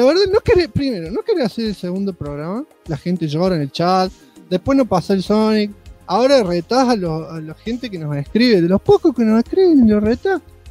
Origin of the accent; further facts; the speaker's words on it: Mar del Tuyú, Buenos Aires Province, Argentina; Otro día, por mi pueblo, Mar del Tuyún, en ese entonces